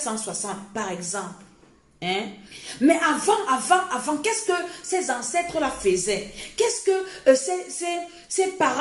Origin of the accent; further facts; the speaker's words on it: Cameroon; avant que le réveil n'arrive, chez nous en Afrique, au Cameroun, peut-être c'est 1960.